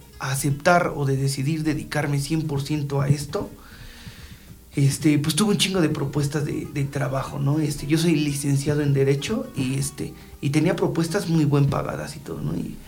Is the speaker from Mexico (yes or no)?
yes; State of Mexico, Mexico; Porque pues básicamente todos los integrantes somos de aquí, de Ameca, de Mamatla, de Cocotitlán. Entonces somos de acá, de la región de los volcanes.